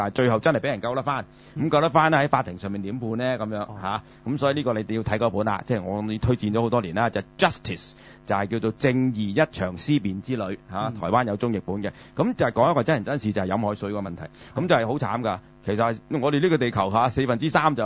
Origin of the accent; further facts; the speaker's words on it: Guangdong, China; 咁我哋廣東人有一個説話